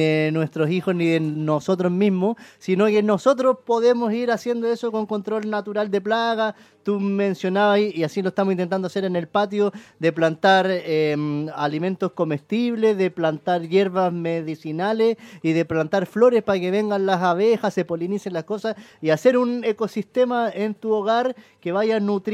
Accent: Chile; Es que somos chilenos, por el cafecito, el tecito.

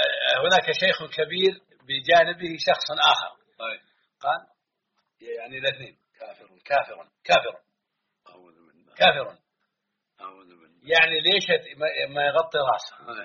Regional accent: Hejaz, Saudi Arabia; ونحن إخوانكم من مكة والمدينة

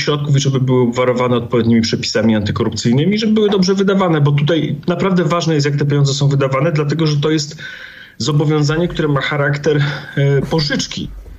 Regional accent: Rzeszów, Subcarpathian Voivodeship, Poland; pochodzę ze skromnej dzielnicy w Rzeszowie.

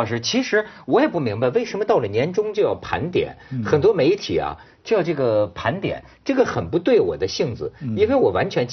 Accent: Shandong, China; 山东还是要我们山东人实在

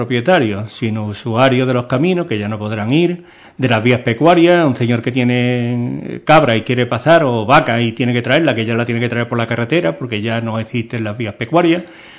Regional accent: Andalusia, Spain; Y nos duele, ¿no?, como andaluz, evidentemente

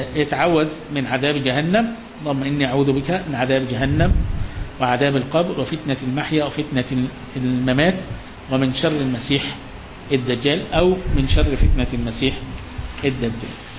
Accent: Egypt; يعني دقيقتين في عمرنا احنا حتى كمصريين ما لهمش قيمة

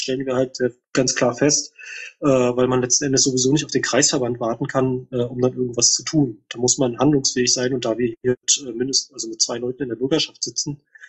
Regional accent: Greifswald, Mecklenburg-Vorpommern, Germany; Erfreulicherweise sind wir seit letzten Dienstag in der Hansestadt Greifswald, also meine Heimatstadt

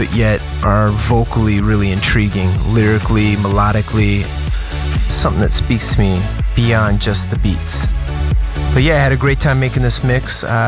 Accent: Chicago, Illinois, United States; now in Los Angeles, United States; I currently reside in Los Angeles, California. I got into house music at a really early age. I grew up outside of Chicago

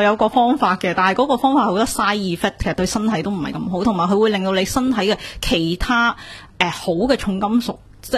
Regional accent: Hong Kong; 佢就 check 我哋香港人嘅

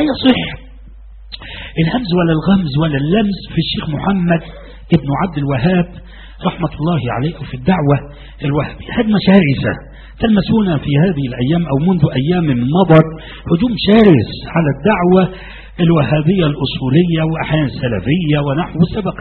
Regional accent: Egypt; وأنا في مصر هنا. أنا لم أستورد من السعودية أنا غير مستورد لا أبدا. نشأت هنا وولدت هنا. انظر وأنا مسلم قبل أن أكون مصريا وديني هو الإسلام.

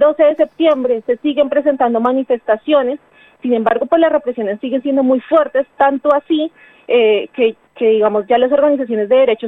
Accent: Colombia; moved away; asumirnos como migrantes porque salimos de Colombia, ¿no? Y bueno, salimos porque nos faltan un montón de derechos

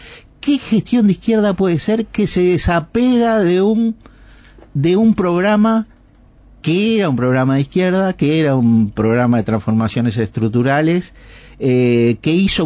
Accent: Neptunia, Canelones, Uruguay; Es de Parque del Plata, yo soy de Neptunia.

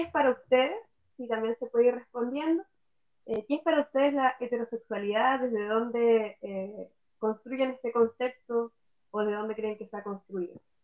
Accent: Valparaíso, Chile; also born or lived in Punta Arenas; now in Puerto Montt, Chile; Soy nacida en Punta Arenas, buena vida en Valparaíso y ahora aquí en Puerto Montt.

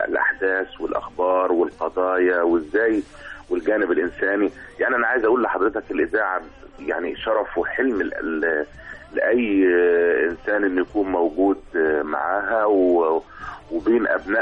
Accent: Upper Egypt, Egypt; حتى أن أنا كوني من أهل الصعيد

